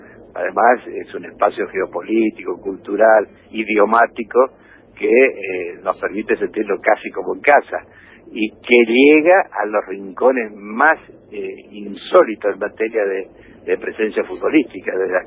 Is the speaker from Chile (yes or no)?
no; Argentina; no solo en los que somos argentinos